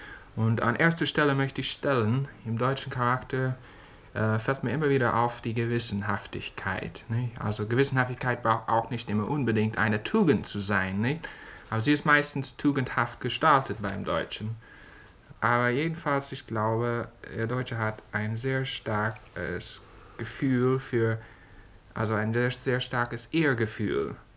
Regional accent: United States; German is a second language; als Amerikaner gesehen, man muss das immer wieder bewundern.

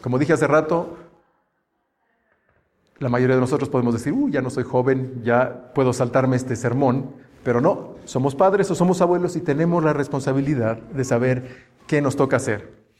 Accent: Mexico; como mexicanos sabemos que también se refiere a la actitud de las personas

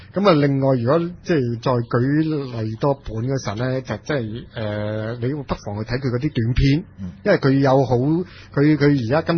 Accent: Lingnan, China; 我叫我是南方人，岭南人的那个思维就同已经北方已经非常之不同了

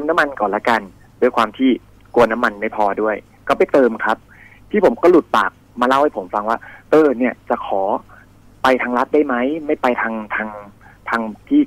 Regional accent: Bangkok, Thailand; เราก็เป็นคนกรุงเทพ

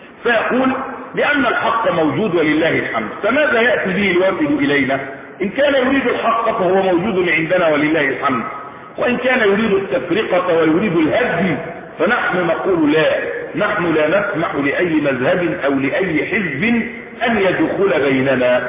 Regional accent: Egypt; احنا مصريين بس بنقول كلمه ايه الحق

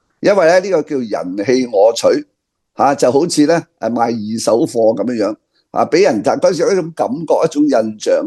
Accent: Hong Kong; 我哋个香港人讲叫食相啊

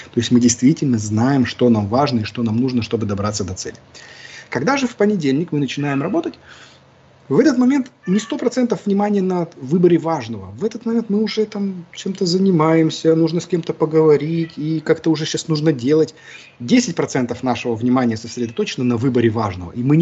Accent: Siberia, Russia; now in Kaliningrad, Russia; я вырос в Сибири, там нет никаких мансард. Я когда приехал в Калининград, я первый раз здесь увидел мансарды

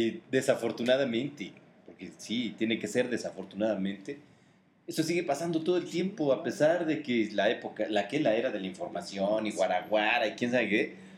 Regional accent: Mexico; somos celosos los mexicanos, es de nuestra música.

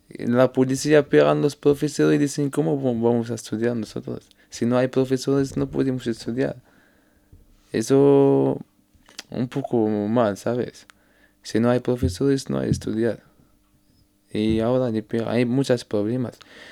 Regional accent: Tangier, Tanger-Tetouan-Al Hoceima, Morocco; Spanish is a second language; Soy de Tánger, mi ciudad se llama Tánger.

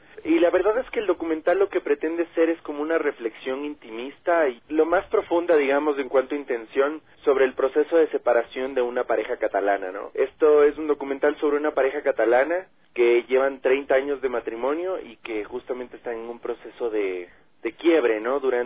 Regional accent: Ecuador; Por un lado soy yo, el director ecuatoriano

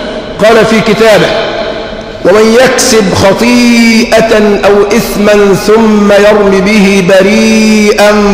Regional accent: Egypt; نحن كمصريين حصرنا المصائب في الموت فقط

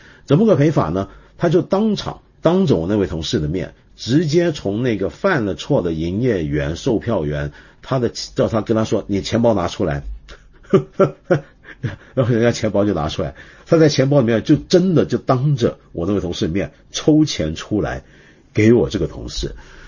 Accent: Hong Kong; 你知道我们香港人以前是怎么讲这句话吗？

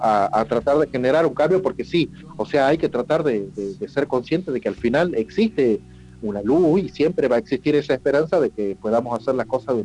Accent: Salta, Argentina; tengo 48 años, soy nacido en Salta, toco dentro de las ramas del metal desde chico

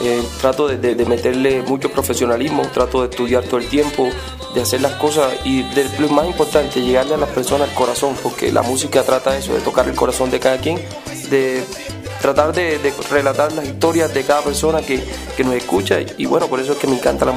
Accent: Cartagena, Bolívar, Colombia; soy de Cartagena, Colombia, ya que es costa y la costa por lo general lleva su swing

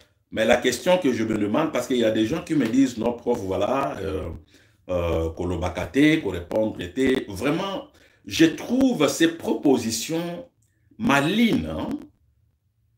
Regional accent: DR Congo; Nous avons connu deux présidents chez nous au Congo.

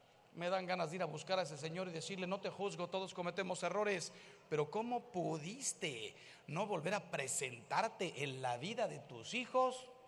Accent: Mexico; El señor Trump no sabe que si hace un muro, los que salimos ganando somos los mexicanos.

